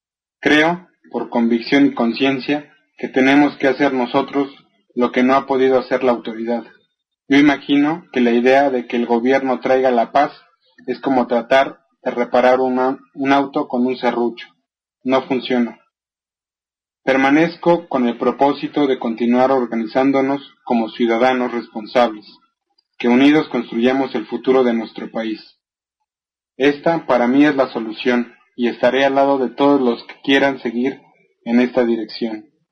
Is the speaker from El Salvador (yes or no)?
no; Mexico; Soy un mexicano afectado profundamente por la violencia.